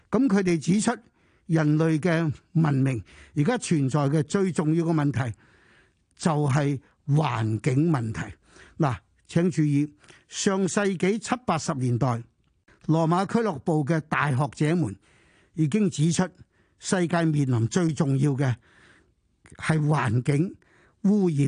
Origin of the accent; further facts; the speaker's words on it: China; 喺我哋過去一千年啊不斷教導我哋中國人沉澱呢個文化呢係幾咁重要